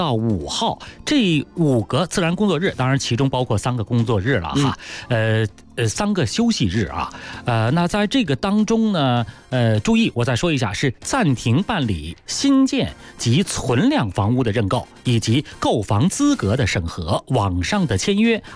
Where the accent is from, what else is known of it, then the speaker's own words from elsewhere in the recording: Beijing, China; 无论是咱们北京人还是外来的一些新北京人啊，租房也不失为住房的很重要的一种方式啊